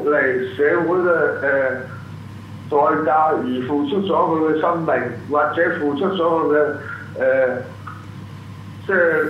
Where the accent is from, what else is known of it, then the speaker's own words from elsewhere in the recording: Hong Kong; 我哋香港人想靠美國佬咧